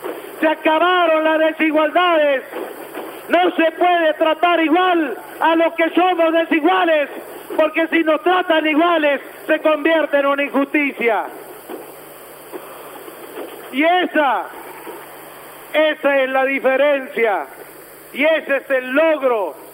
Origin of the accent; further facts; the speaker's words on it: Los Sauces, La Rioja, Argentina; nací en Los Sauces, crecí en Los Sauces, y es un pueblo chico, pero tiene un corazón grande y me siento orgulloso de él.